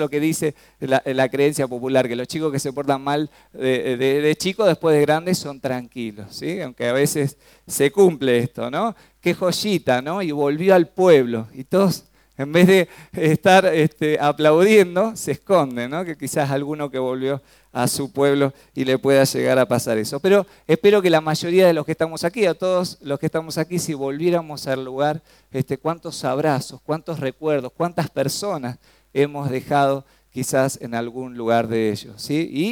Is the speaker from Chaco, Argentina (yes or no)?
yes; Resistencia, Chaco, Argentina; born there; Sí, nací en El Chaco.